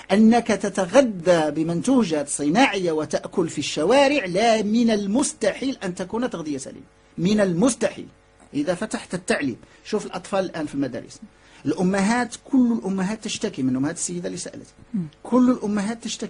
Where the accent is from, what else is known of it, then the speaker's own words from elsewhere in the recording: Morocco; عندنا في المغرب باقي ما كنعرفوش الاستهلاكات واستعمالات ديال السمك في المغرب